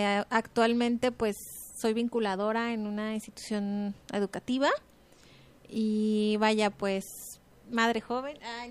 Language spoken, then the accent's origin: Spanish; Guadalajara, Jalisco, Mexico; Soy de aquí de Guadalajara